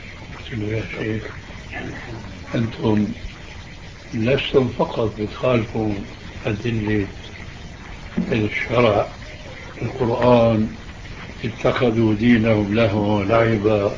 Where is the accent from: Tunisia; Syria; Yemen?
Syria; اللي بيسموها عندنا في الشام